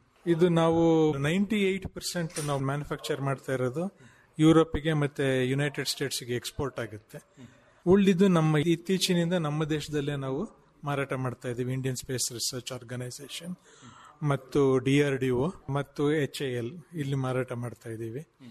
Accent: Mysore, Karnataka, India; born there; ನಮ್ಮ ತಂದೆ ಮುಳ್ಳೂರಿನವರು, ನಾನು ಹುಟ್ಟಿದ ಮೈಸೂರಲ್ಲಿ. ನಮ್ಮ ತಂದೆಯವರು ಫಾರ್ಮಿಂಗ್ ಬ್ಯಾಕ್ಗ್ರೌಂಡಿಂದ ಬಂದವರು, ರೈತ ಬ್ಯಾಕ್ಗ್ರೌಂಡಿಂದ ಬಂದವರು.

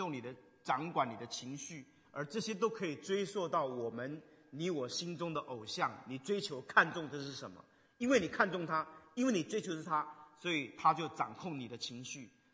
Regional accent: China; 对我们中国人来讲，好面子成为我们很重的一个重担。你知道国内很多年轻人现在不敢结婚

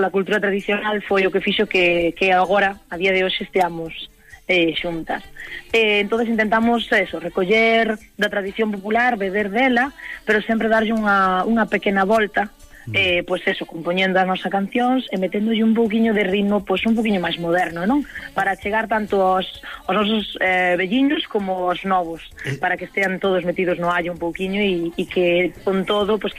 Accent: Ames, Galicia, Spain; Sí, somos do Val da Maía, porque bueno, temos unha das compoñentes de Corneira, da Baña, cerquiña, pero o resto somos de Ames.

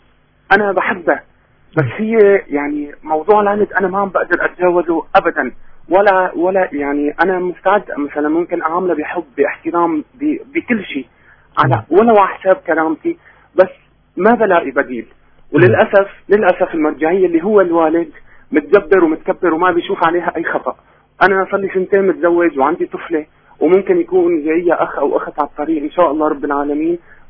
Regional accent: Aleppo, Aleppo Governorate, Syria

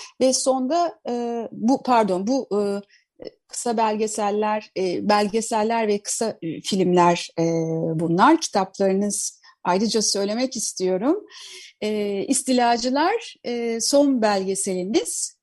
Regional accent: Istanbul, Turkey; Eski kuşaklı bir İstanbullu olarak da tabii bu şans bana bunu İstanbullu olmayı da deniz tutkusunu da biraz içimde hissettirdi.

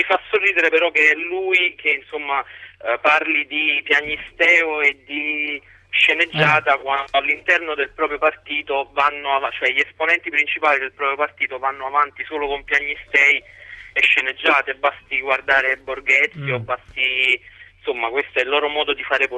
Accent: Naples, Campania, Italy; now in Rome, Italy; chiamo da Roma, in realtà sono di Napoli

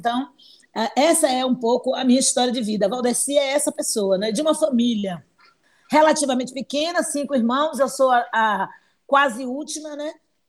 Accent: Salvador, Bahia, Brazil; Eu nasci, sou de Salvador, Bahia, sou nativa dessa cidade, como a gente costuma chamar, soteropolitana, e sou soteropolitana da Cidade Baixa, da Península de Itapajipe.

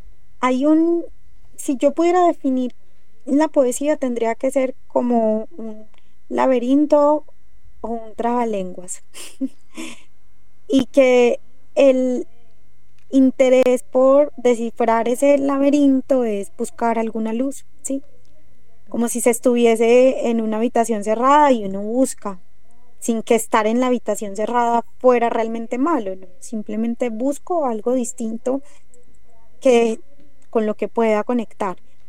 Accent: Antioquia, Colombia; accent: paisa; mi acento, que es bien marcado, creo, como que no puedo escapar, creo que lo tengo muy fuerte, ese acento paisa. A veces me dicen que estoy demasiado paisa.

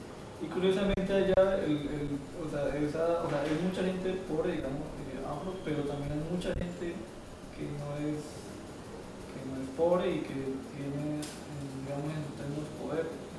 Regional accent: Tumaco, Nariño, Colombia; yo soy de Tumaco. Y Tumaco es una población de afro muy grande.

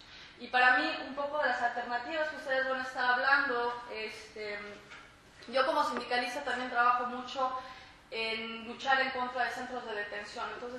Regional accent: Mexico; now in United States; como inmigrante en Europa y en Estados Unidos, que es importante que nosotros como inmigrantes recordemos, ¿verdad? Recordemos que, por ejemplo, como mexicana

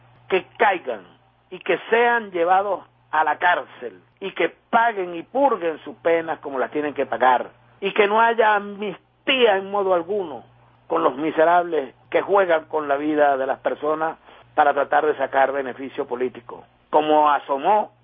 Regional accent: Venezuela; tener el pie firme como venezolanas y venezolanos, incluso como opositores a la revolución

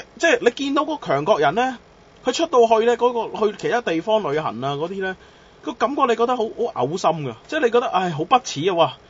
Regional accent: Macau; 人哋問我喂你係邊度人，我第一講梗係講澳門啦，第二嘅你問我，我寧願認我真係我寧願認我真係認香港澳門，我真係唔會認中國。

